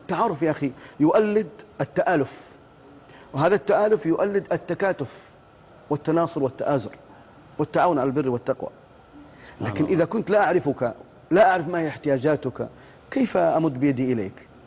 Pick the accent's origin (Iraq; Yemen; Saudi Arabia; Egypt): Saudi Arabia; Ara, Al Bahah Province; أنا أذكر هذا في قريتي في عارة في بني ظبيان في الباحة